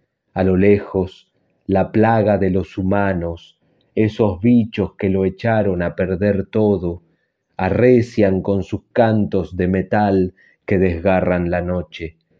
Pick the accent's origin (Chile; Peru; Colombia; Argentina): Argentina; San Isidro, Buenos Aires Province; de San Isidro, provincia de Buenos Aires.